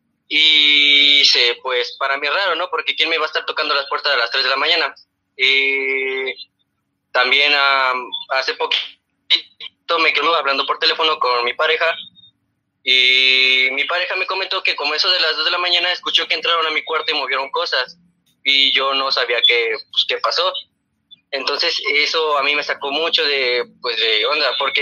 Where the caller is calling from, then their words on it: Cuernavaca, Morelos, Mexico; de Cuernavaca.